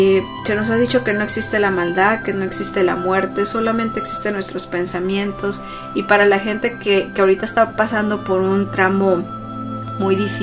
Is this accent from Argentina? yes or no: no; Sonora, Mexico; Sé que en México, principalmente en Sonora, de donde soy, que están viviendo muchos casos de violencia.